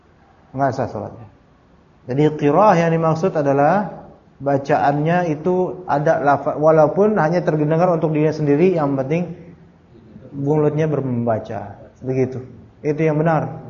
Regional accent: Jakarta, Indonesia; Saya orang mana sih ya? Jakarta, Betawi, Sunda, Jawa juga.

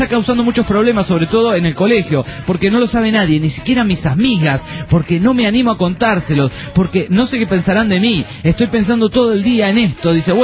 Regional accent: Bahía Blanca, Buenos Aires Province, Argentina; soy de Bahía Blanca

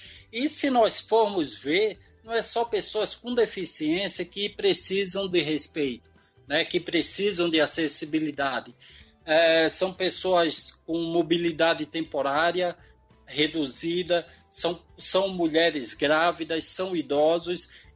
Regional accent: Brazil; Mas eu, como um bom brasileiro, sempre otimista, sempre esperançoso

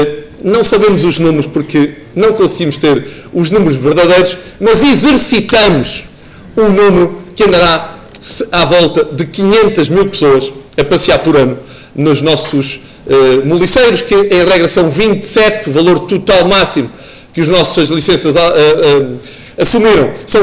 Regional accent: Portugal; como portugueses que somos, povo do mais belo do mundo

